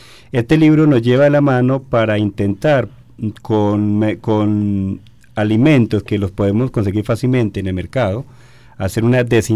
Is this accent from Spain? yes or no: no; Colombia; el año pasado en mi país, en Colombia